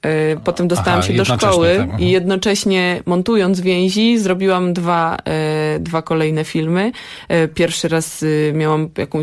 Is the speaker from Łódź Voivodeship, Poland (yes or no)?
no; Warsaw, Masovian Voivodeship, Poland; Ja generalnie pochodzę z Warszawy